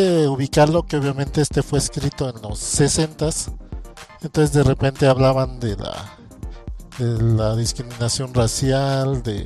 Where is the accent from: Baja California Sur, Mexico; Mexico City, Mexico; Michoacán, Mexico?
Mexico City, Mexico; O si no, pasa a los que somos de la Ciudad de México